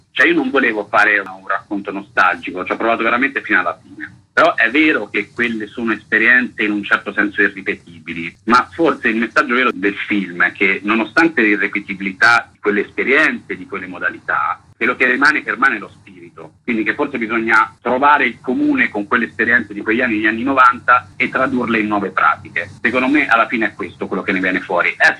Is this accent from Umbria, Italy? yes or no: yes; Perugia, Umbria, Italy; occupato dal 94 al 96 a Perugia, la mia città natale appunto